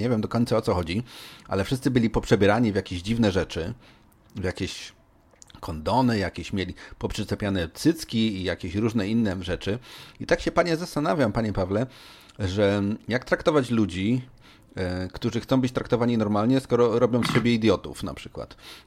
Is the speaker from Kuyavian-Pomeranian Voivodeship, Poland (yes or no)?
no; Poznań, Greater Poland Voivodeship, Poland; born there; w mieście, gdzie się urodziłem, czyli w Poznaniu